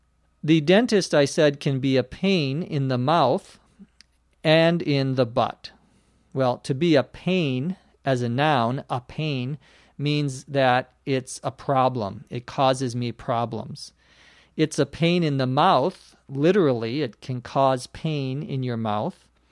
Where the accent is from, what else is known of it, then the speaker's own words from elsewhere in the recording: Los Angeles, California, United States; from Los Angeles, California.